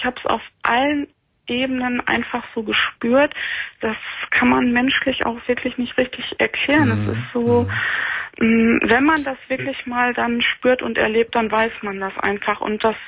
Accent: North Rhine-Westphalia, Germany; moved away as an adult; now in Northern Germany; Ich bin dann also aus dem Ruhrgebiet weggezogen, bin nach Norddeutschland gezogen, 2008 war

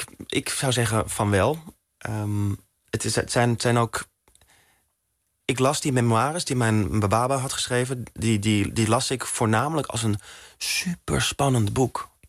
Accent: Netherlands; Ik ben in Nederland opgegroeid. Ik ben opgegroeid in de tijd van Tinder, swipen.

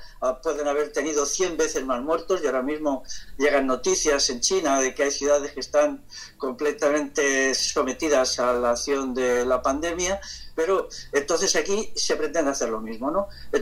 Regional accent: Castile, Spain; yo que soy castellano

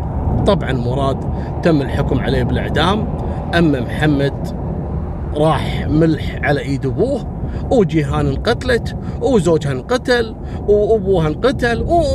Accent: Kuwait; نفس القصة حصلت عندنا في الكويت

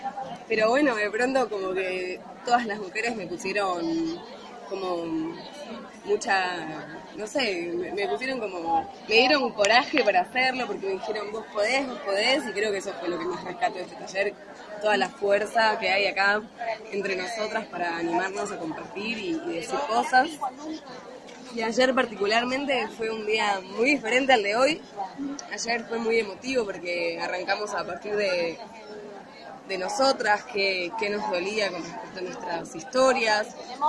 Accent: Buenos Aires, Argentina; soy de Buenos Aires, Capital Federal.

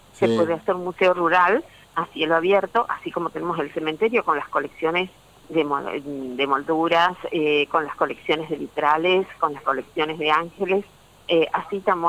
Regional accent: Arocena, Santa Fe, Argentina; Yo soy de Arocena, nacida en Arocena.

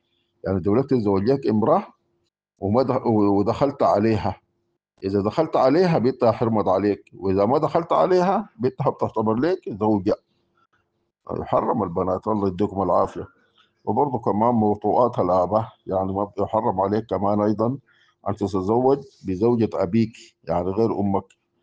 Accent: Sudan; نحن بالنسبه لفقه الاحوال الشخصيه عندنا في السودان كله ماخوذ

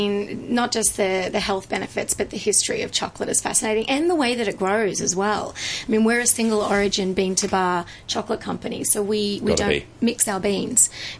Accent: Sydney, New South Wales, Australia; I'm from Sydney, Australia.

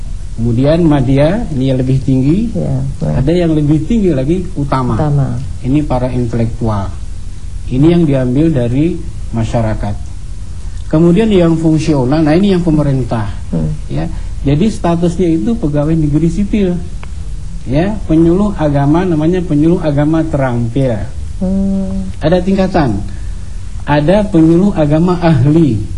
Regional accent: Central Kalimantan, Indonesia; atau di daerah saya di Kalimantan Tengah

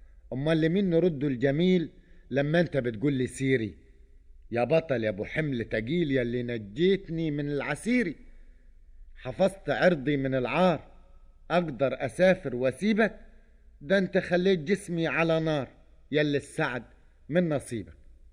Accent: Upper Egypt, Egypt; احنا عندنا في الصعيد نقول اللحية مش على الدجن

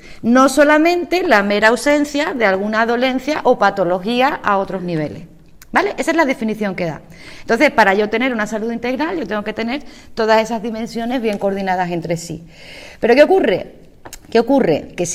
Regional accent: Andalusia, Spain; en mi pueblo, en mi ciudad natal, a mí me llamaba mucho la atención que solamente venían gente de los pueblos alrededor. Venían de Tarifa, de San Roque

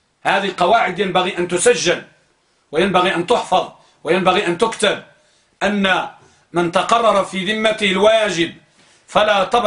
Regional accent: Morocco; عندنا في المغرب وماشي غير في المغرب فقط

